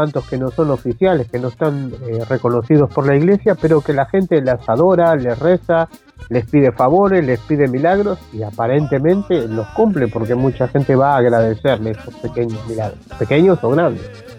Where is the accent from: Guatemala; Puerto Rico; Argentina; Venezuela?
Argentina; born there; en un viaje a Argentina, donde yo nací